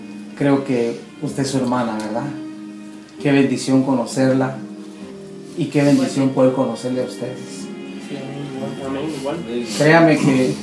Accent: Guatemala; Yo vengo de Guatemala.

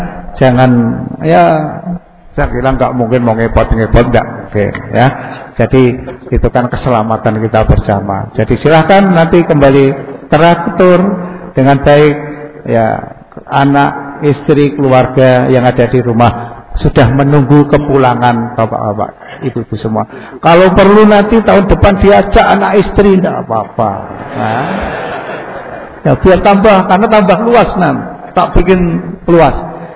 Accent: Bantul, Special Region of Yogyakarta, Indonesia; moved away; saya asli orang Jawa, jadi bahasa campur juga bisa, walaupun sejak 88 saya dinas di Kalimantan, Sulawesi, Jakarta, tapi saya isih gerado-gerado masih bisa bahasa Jawa. Karena aslinya saya mengkong Bantul.

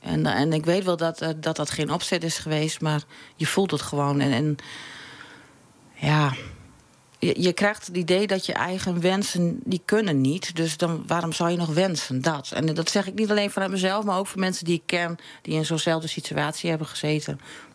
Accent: Veendam, Groningen, Netherlands; born there; Nou, in Veendam.

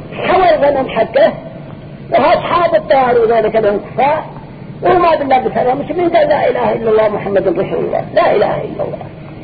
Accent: Yemen; احنا نكون من اليمن بأجمعه

